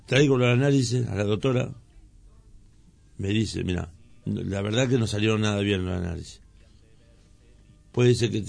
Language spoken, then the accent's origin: Spanish; Moreno, Buenos Aires Province, Argentina; Yo hace 40 años que vivo en Moreno. Prácticamente nací en Moreno. Mi viejo compró en el año 67 un terrenito acá.